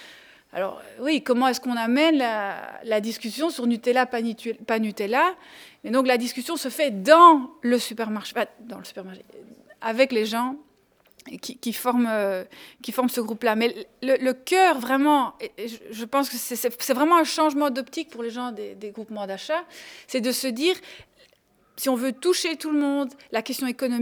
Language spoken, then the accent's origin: French; Schaerbeek, Brussels-Capital Region, Belgium; Donc, je viens de Scarbeck. à Bruxelles.